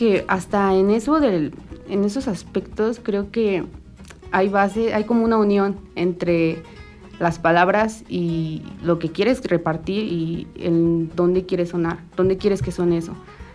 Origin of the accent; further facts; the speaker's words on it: Mexico; me gusta mucho lo como lo mexicano, me gusta mucho mi país.